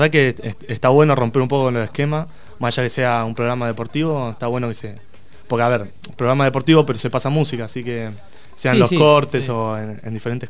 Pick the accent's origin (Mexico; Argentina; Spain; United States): Argentina; La Plata, Buenos Aires Province; somos 8 de acá de La Plata. Somos todos acá de La Plata, diferentes partes de La Plata, de Tolosa, Ringuelet, de Citibel, de Los Hornos, bueno, de la misma ciudad de La Plata.